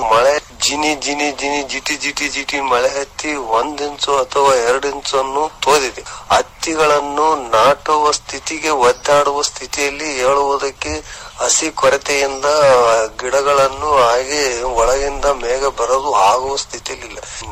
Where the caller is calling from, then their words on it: Engankal, Karnataka, India; ದೇವದುರ್ಗ ತಾಲೂಕು ರಾಯಚೂರು ಜಿಲ್ಲೆ ಎನ್ಗಣಕಲ್ ಗ್ರಾಮದ